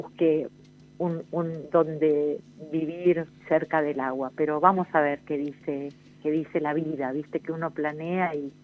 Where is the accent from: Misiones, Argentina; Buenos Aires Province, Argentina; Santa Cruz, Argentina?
Misiones, Argentina; Oberá; Soy de la provincia de Misiones, de la ciudad de Oberá, que está justo en el centro de esa bellísima provincia, lujuriosa, porque es mucho verde y mucha agua, ¿no?